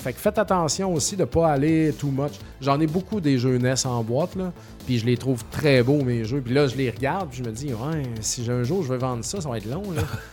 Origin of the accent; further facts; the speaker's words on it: Saint-Joseph-de-Beauce, Quebec, Canada; parce que je viens de Saint-Joseph-de-Beauce